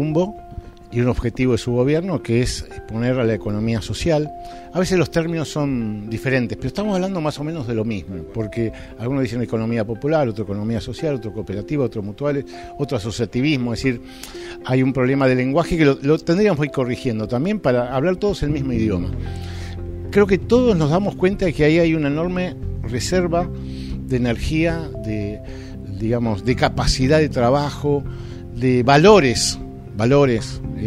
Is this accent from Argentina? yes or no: yes; Argentina; Hay cosas que nos avergüenzan como argentinos